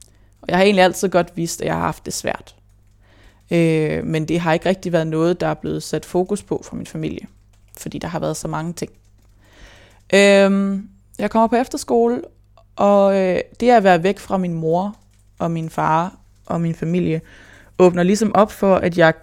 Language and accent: Danish; Hobro, North Denmark Region, Denmark; born there; Jamen, jeg blev født på Hobro sygehus, tror jeg.